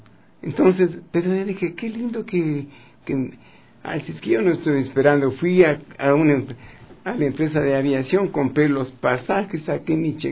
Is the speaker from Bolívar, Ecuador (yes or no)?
no; Quito, Pichincha, Ecuador; Entonces yo crecí en Quito, volví a nacer en los portales de Quito.